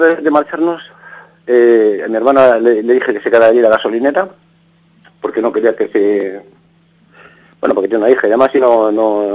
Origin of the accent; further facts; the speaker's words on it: Vigo, Galicia, Spain; Sí, soy gallego. Soy gallego de Vigo. Nací, pues, no sé cómo decirte, muy pobre. Nuestra Galicia es una tierra que no tiene la industrialización que han tenido las demás